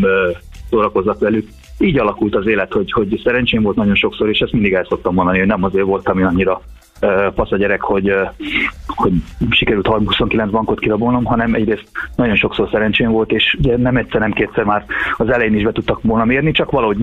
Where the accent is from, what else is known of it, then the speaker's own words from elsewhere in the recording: Transylvania, Romania; Elvittem többek közt Nimródot Erdélybe is, ugye ahol felnőttem.